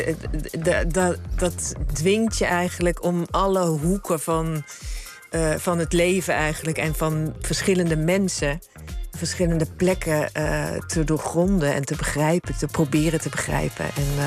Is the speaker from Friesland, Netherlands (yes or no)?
no; North Brabant, Netherlands; now in Zaanstad, Netherlands; Ik ben een Brabander als ze mij als Brabander willen... en een Zaanstad als ze mij als Zaanstad...